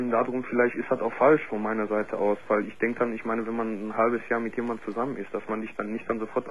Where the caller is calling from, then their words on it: Gelsenkirchen, North Rhine-Westphalia, Germany; Ich komme nämlich aus Gelsenkirchen im Ruhrpott.